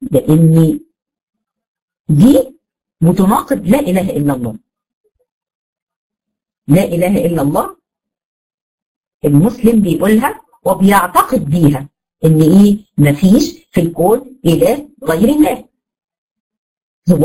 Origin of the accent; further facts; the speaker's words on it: Egypt; زي ما هنا عندنا في مصر